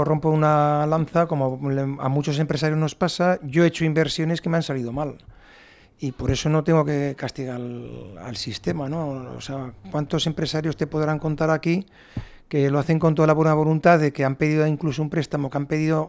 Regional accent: Navarre, Spain; me podrá fastidiar como ciudadano navarro

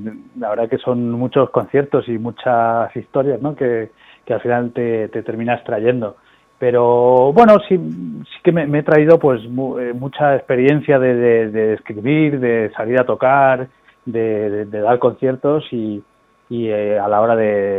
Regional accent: Seville, Andalusia, Spain; now in Madrid, Spain; Soy sevillano, sí. Yo vivo en Vallecas ahora hace mucho tiempo, pero yo nací en Sevilla

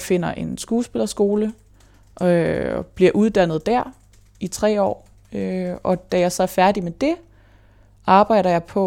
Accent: Hobro, North Denmark Region, Denmark; born there; Jamen, jeg blev født på Hobro sygehus, tror jeg.

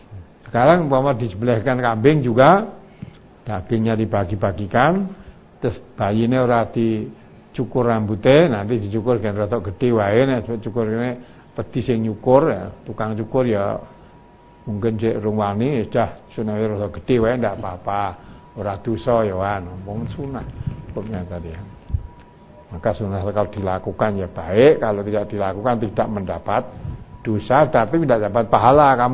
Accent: Java, Indonesia; kita orang Jawa itu undangan makan rane hubungannya karo digawe apa-apa jarang

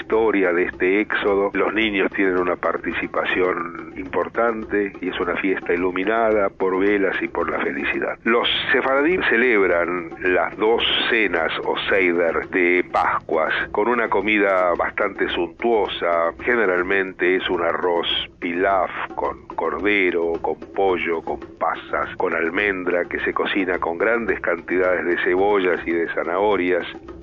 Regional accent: Argentina; y aunque no soy para nada religioso, me siento profundamente judío, tanto como profundamente argentino.

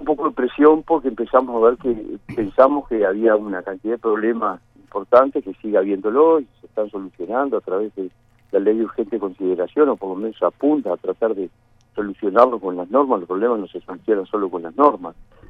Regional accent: Uruguay; nos hace sentir muy orgullosos como uruguayos

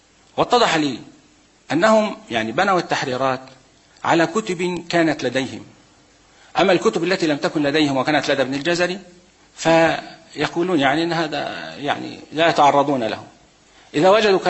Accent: Egypt; عندنا في مصر الآن لا تحريرات

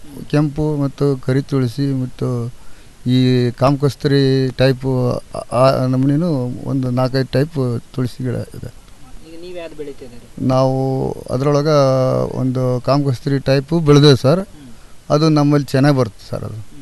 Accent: Hirekolasi, Karnataka, India; ಹಿರೇಕೊಳಸಿ sir.

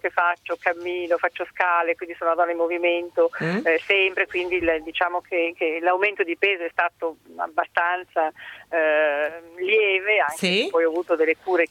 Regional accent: Lombardy, Italy; Sì, abbiamo sono del Garda

